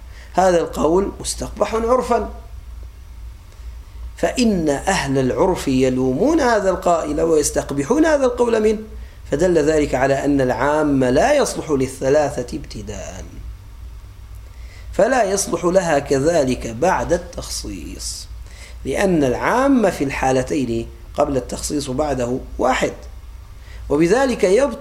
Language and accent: Arabic; Aleppo, Aleppo Governorate, Syria; accent: Aleppine; يعني بعض الأولاد عندنا على لهجتنا الحلب